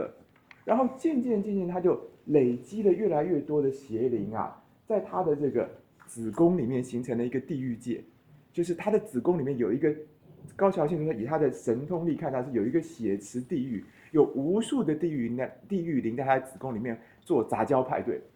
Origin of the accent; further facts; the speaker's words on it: Taiwan; 就对我们台湾人来讲，就大陆人的工作方式是其实很使力的